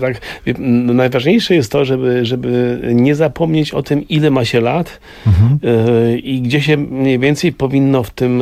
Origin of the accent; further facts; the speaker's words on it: Mrągowo, Warmian-Masurian Voivodeship, Poland; also born or lived in Germany; tak jak ja pochodzę z Mrągowa i Stałt, czyli to są takie miejsca i to, że to jest moje miejsce na ziemi